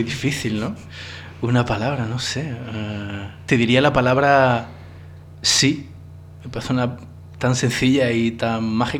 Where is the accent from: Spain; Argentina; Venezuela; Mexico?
Spain; moved away as an adult; now in France; en mi experiencia como un español que se tiene que ir fuera de España a buscar trabajo, ¿no? En mi caso me fui a Francia a trabajar de profesor de español